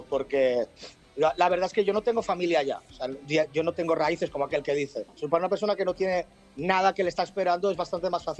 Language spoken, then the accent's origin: Spanish; Barcelona, Catalonia, Spain; Yo soy de Barcelona.